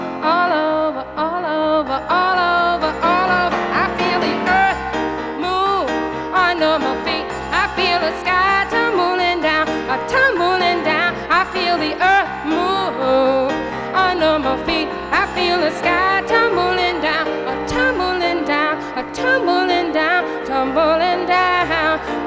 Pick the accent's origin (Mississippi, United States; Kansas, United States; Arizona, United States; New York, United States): New York, United States; born there; This is probably a sure way to get applause, but I was born in Brooklyn.